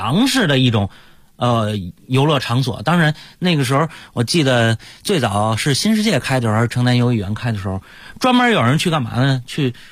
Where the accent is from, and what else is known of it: Beijing, China